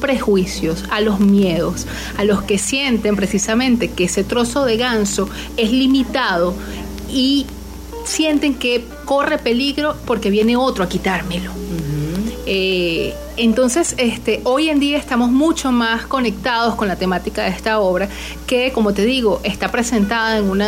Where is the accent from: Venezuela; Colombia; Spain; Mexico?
Venezuela; nos toca a nosotros como venezolanos muy, muy de cerca, porque ahora somos nosotros migrantes